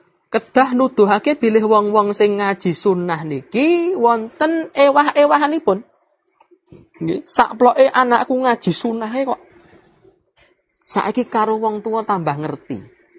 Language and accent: Javanese; Java, Indonesia; Kula wong Jawa niku mboten saged basa Jawa